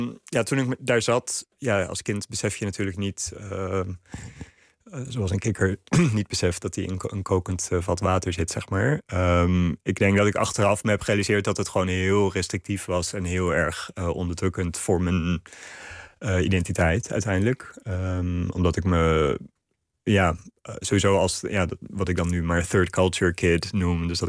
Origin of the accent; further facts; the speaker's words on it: Sri Lanka; Want ik zat op een internationale school in Sri Lanka, waar ik opgegroeid ben.